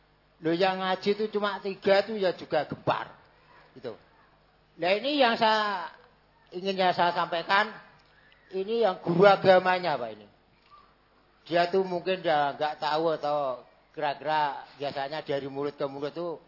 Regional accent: Bojonegoro, East Java, Indonesia; Karena daerah saya perbatasan antara Jawa Tengah dan Jawa Timur.

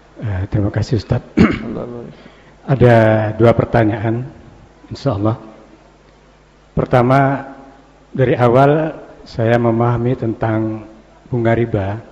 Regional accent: West Sumatra, Indonesia; Kebetulan saya orang Minang.

